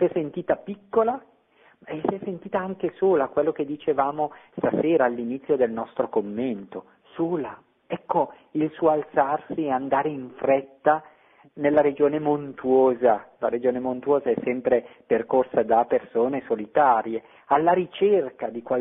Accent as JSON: {"language": "Italian", "town": "Bariano", "region": "Lombardy", "country": "Italy", "tie": "born or raised there", "said": "io sono originario di Bariano in provincia di Bergamo, insieme alla mia parrocchia d'origine"}